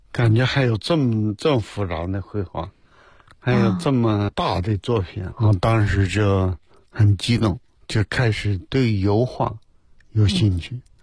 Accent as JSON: {"language": "Chinese", "town": "Yabuli", "region": "Heilongjiang", "country": "China", "tie": "born or raised there", "said": "没条件，在黑龙江省。后来念小学在亚布力滑雪"}